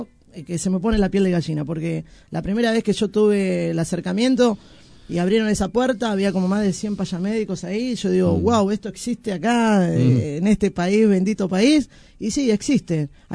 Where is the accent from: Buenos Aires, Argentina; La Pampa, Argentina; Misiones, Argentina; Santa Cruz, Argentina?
Buenos Aires, Argentina; nosotros como argentinos y como porteños... nos cuesta meter goles.